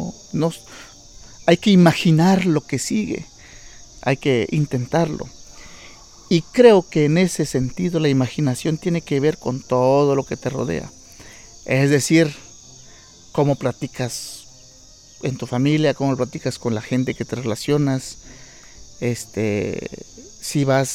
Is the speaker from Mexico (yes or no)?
yes; Jaltepec, Oaxaca, Mexico; soy originario aquí de Jaltepec, comunero en activo. También soy un compositor activo. Llevo componiendo desde mis 12 años en mi pueblo, en Jaltepec, Canayoc